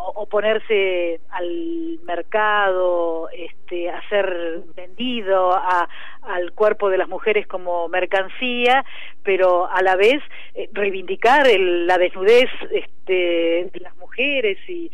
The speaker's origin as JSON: {"language": "Spanish", "town": "General Pico", "region": "La Pampa", "country": "Argentina", "tie": "born or raised there", "said": "Yo soy de La Pampa, de un pueblo que se llama General Pico. Allí nací"}